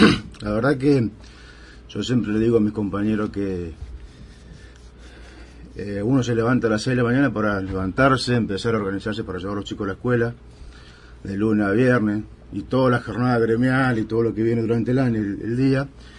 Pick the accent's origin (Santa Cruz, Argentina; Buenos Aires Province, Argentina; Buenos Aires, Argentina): Santa Cruz, Argentina; Caleta Olivia; also born or lived in Río Gallegos; Yo soy nacido y criado en Santa Cruz, especialmente, uh-huh. Nací en Río Gallegos en el 73.